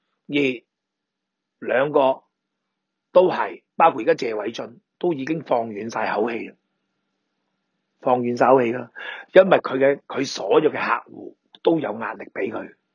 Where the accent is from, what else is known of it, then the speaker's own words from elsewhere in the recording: Hong Kong; 所以我哋香港人而家亦都压咗上车，亦都冇其他第二个选择